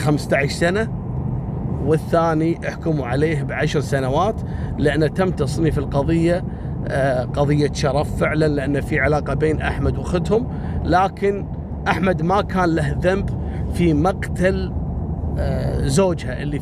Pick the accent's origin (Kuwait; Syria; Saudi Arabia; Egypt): Kuwait; المهم راح إلى جمعية سوبر ماركت كبير عندنا في الكويت في منطقة اسمها منطقة ضاحية عبد الله السالم.